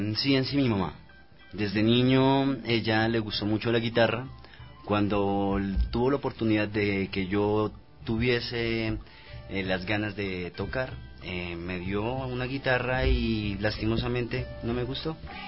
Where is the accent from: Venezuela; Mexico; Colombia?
Colombia; Bogotá; soy de Bogotá también. Los tres venimos de Colombia viajando juntos.